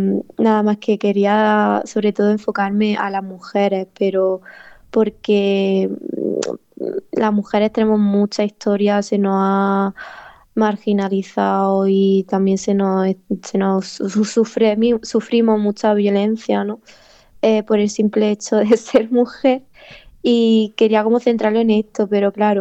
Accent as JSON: {"language": "Spanish", "town": "Granada", "region": "Andalusia", "country": "Spain", "said": "Porque soy de ahí de Granada, capital, de bueno, de un pueblito de por ahí, y ahí en Granada estamos ahora mucho luchando sobre el tema de la vivienda"}